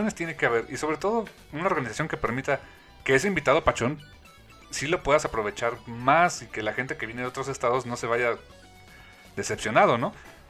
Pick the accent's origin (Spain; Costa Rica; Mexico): Mexico; Veracruz; Por ejemplo, yo soy de Veracruz.